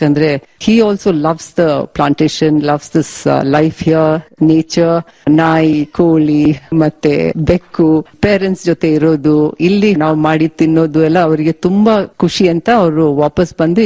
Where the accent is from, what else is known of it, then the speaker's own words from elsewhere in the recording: Karnataka, India; also born or lived in Karwar / Bangalore; ನಾನು ಹುಟ್ಟಿದ್ದು ಕಾರವಾರ ಜಿಲ್ಲೆಯಲ್ಲಿ, ಬೆಳೆದಿದ್ದು ಕರ್ನಾಟಕದಲ್ಲಿ, ಆದ್ರೆ ಬೇರೆ ಬೇರೆ ಟೌನ್ ಅಲ್ಲಿ, ಮತ್ತೆ ಬ್ಯಾಂಗ್ಳೂರಲ್ಲಿ.